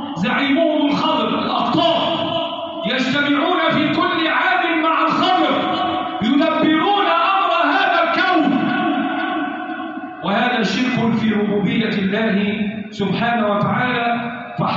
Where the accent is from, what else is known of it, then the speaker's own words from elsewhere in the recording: Egypt; اللهم احفظ بلدنا مصر وسائر بلاد